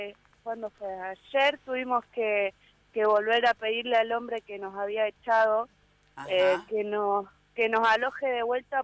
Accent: Pergamino, Buenos Aires Province, Argentina; moved away; Nosotros sí somos de Pergamino, hace 5 años que vinimos acá.

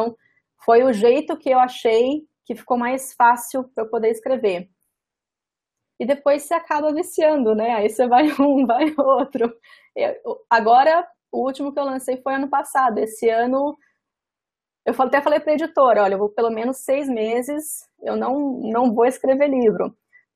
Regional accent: Espírito Santo, Brazil; now in São Paulo, Brazil; Para quem não sabe, eu sou capixaba, capixaba da Gema. Quando eu me mudei para São Paulo

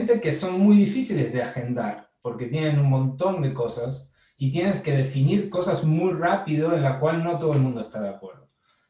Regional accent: Argentina; also born or lived in Barcelona / New York; now in Spain; cuando me vine de Argentina a Barcelona tampoco nunca había visto Barcelona y cuando me fui a Nueva York tampoco nunca había estado en Nueva York.

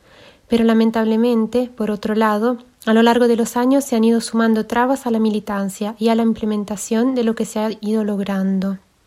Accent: Switzerland; Spanish is a second language; moved away as an adult; now in Argentina; nací y crecí en Suiza, donde estuve viviendo hasta hace 2 años cuando me vine a vivir a la Argentina.

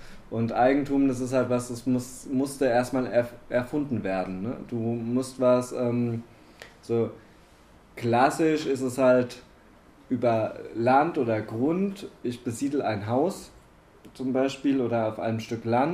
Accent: Baden-Württemberg, Germany; also ich komme aus Baden-Württemberg, da gibt es deutlich mehr Feiertage als hier.

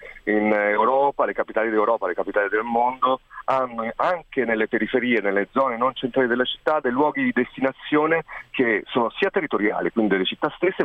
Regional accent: Naples, Campania, Italy; Per esempio a Bagnoli, da napoletano, un luogo come questo, di carattere internazionale

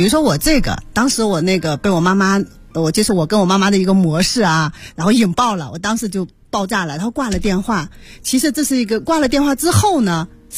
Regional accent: Inner Mongolia, China; moved away as an adult; now in Beijing, China; 因为我从大学毕业就来到北京，一年回家一次，我老家在内蒙啊

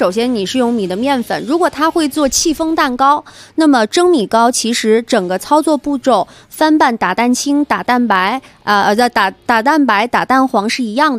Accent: Guiyang, Guizhou, China; 像因为我的家乡是贵州贵阳，是西南的地区

